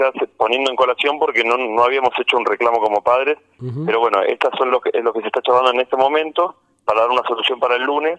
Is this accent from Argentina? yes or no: yes; Las Rabonas, Córdoba, Argentina; yo soy de Las Rabonas